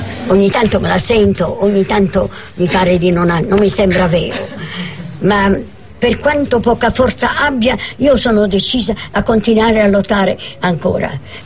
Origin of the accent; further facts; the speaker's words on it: Rome, Lazio, Italy; born there; Io vengo da una famiglia sarda, e però sono stranamente l'unica figlia nata a Roma. Sono nata a Roma nel 1912, 27 marzo 1912.